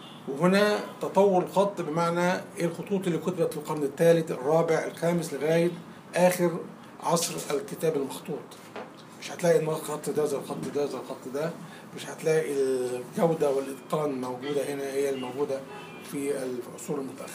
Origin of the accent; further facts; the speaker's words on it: Egypt; عندنا في مصر